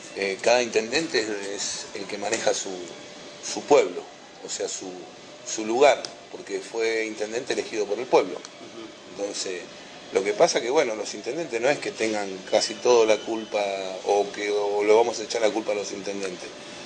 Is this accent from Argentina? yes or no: yes; Moreno, Buenos Aires Province, Argentina; o yo te digo de este pueblo porque es mi pueblo, porque yo soy de Moreno.